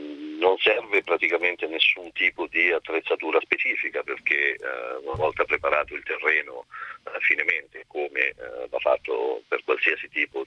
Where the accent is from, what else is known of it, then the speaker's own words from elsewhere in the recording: Marche, Italy; Si semina nelle mie zone, io sono marchigiano